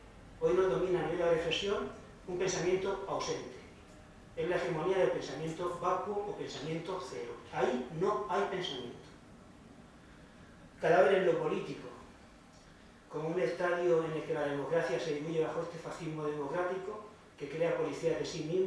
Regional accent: Murcia, Region of Murcia, Spain; soy muy mal hablador, soy de Murcia, no vocalizo bien.

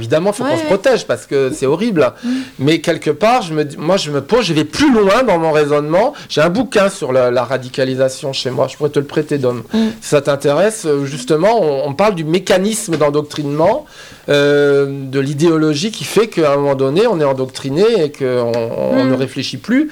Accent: Strasbourg, Grand Est, France; moved away; Il est né l'année où je suis parti de Strasbourg, où j'ai quitté Strasbourg. Donc, ça a une résonance toute particulière parce que ça touche à ma ville natale.

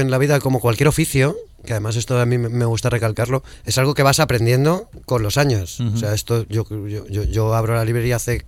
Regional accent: Móstoles, Community of Madrid, Spain; Que se vienen hasta Móstoles, ¿no? Uh-huh. Que en mi pueblo no pasa nada.

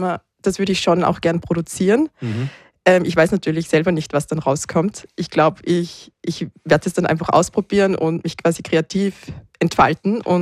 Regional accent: Salzburg, Austria; now in Vienna, Austria; Genau, ich bin in Salzburg aufgewachsen, habe immer schon auch elektronische Musik sehr gerne gehört

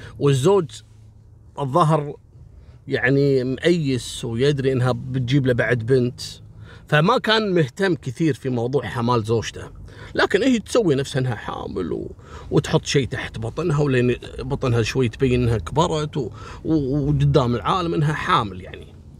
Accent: Kuwait; وقصة مشهورة جدا عندنا في الكويت وذكرتها كل الصحف

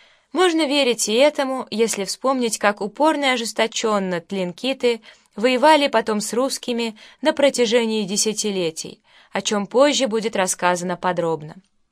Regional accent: Krasnoyarsk, Krasnoyarsk Krai, Russia; Лично я, как красноярец, должен еще непременно упомянуть, к сведению жителей нашего города

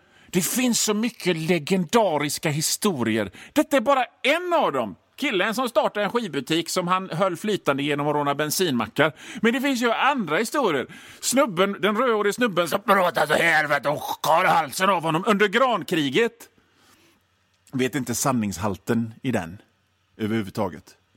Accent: Hönö, Västra Götaland County, Sweden; born there; och det här är mitt radioprogram. Jag är född på Hönö i Göteborgs norra skärgård.

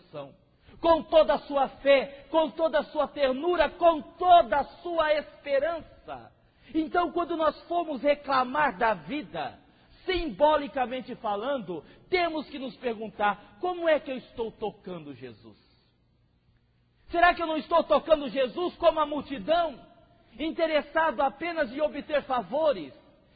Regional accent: Votuporanga, São Paulo, Brazil; eu sou de Votuporanga.

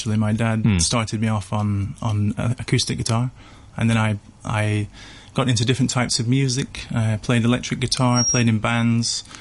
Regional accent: United Kingdom; now in Hong Kong; I'm from the UK, but I've actually been living in Hong Kong for 10 years

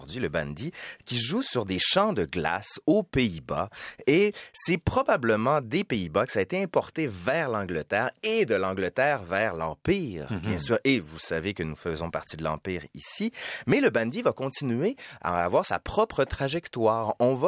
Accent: Quebec City, Quebec, Canada; Je suis de Québec

